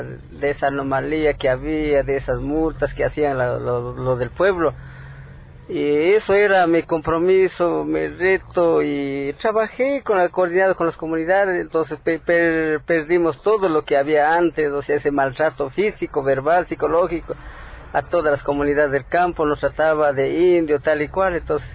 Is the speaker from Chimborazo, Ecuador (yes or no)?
yes; Flores, Chimborazo, Ecuador; de salir de esa opresión que había en mi pueblo Flores